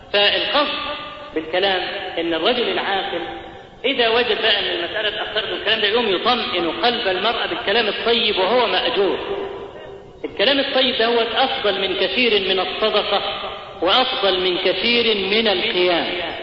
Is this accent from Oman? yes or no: no; Egypt; واحنا كمصريين اسد بالك اسد في الحاجات